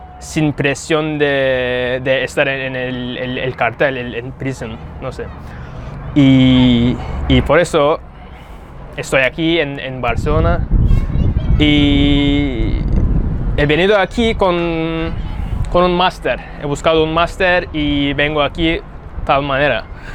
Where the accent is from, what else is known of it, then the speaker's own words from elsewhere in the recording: Istanbul, Turkey; Spanish is a second language; vengo de Estambul, tengo 28 años